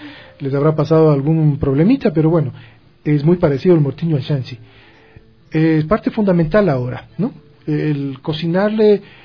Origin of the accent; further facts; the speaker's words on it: Ecuador; o solo somos nosotros los ecuatorianos con esa?